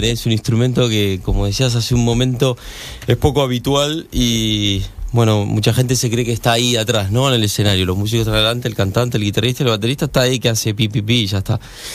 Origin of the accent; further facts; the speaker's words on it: Vicente López, Buenos Aires Province, Argentina; born there; also born or lived in Munro; Buenos Aires, Vicente López, al ladito de la capital.